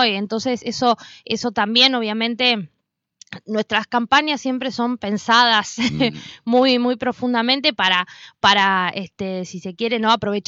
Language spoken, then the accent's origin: Spanish; Paraná, Entre Ríos, Argentina; yo vengo de Paraná, no vivo en Paraná